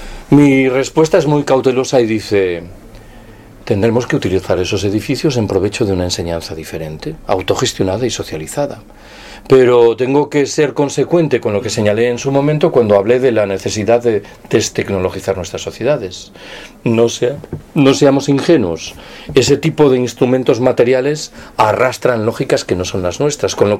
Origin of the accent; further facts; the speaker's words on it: Galicia, Spain; Yo soy gallego, ¿eh? Que nadie se mosquee.